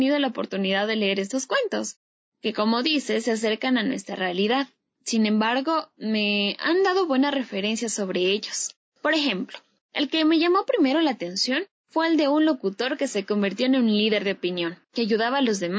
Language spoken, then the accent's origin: Spanish; Ecuador; Creo que tal reflexión se acerca a lo que somos los ecuatorianos.